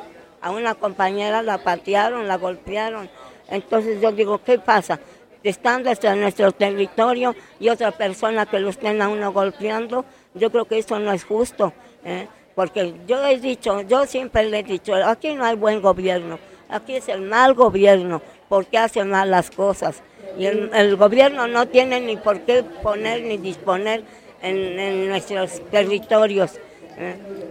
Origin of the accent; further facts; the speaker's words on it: Santa María Zacatepec, Oaxaca, Mexico; nosotros somos de Pueblos Unidos, yo soy del municipio de Santa María Zacatepec.